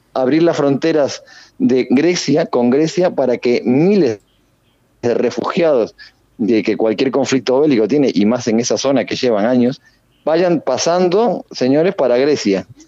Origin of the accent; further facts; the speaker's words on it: Uruguay; pero como soy uruguayo